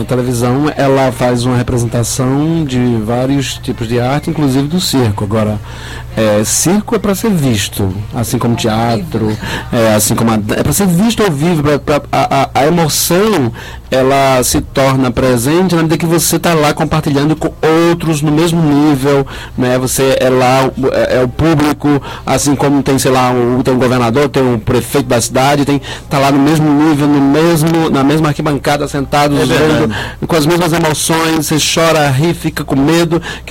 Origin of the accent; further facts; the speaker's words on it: Pernambuco, Brazil; porque eu sou de Pernambuco.